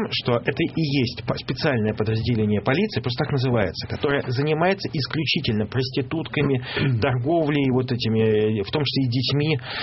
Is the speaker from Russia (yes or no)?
yes; Saint Petersburg, Russia; Все, я из Петербурга, я матом не ругаюсь.